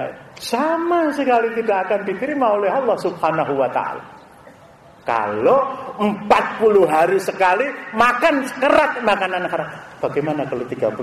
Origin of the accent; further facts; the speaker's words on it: Java, Indonesia; kita orang Jawa dia akan ngorok